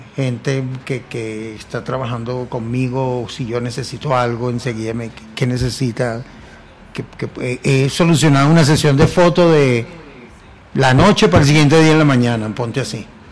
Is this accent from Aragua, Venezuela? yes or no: yes; Palo Negro, Aragua, Venezuela; now in Mexico; Pero así es mi pueblo y así se llamaba el concurso.